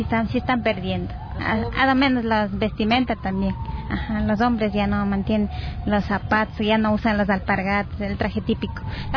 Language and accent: Spanish; Agato, Imbabura, Ecuador; De Agato.